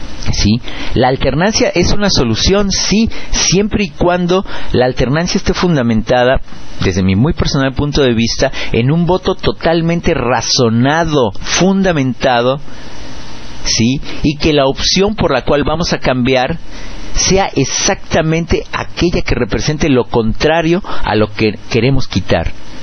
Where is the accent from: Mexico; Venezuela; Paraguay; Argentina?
Mexico; nosotros en México nos fuimos de Guatemala para entrar en Guatepeor cuando decidimos la alternancia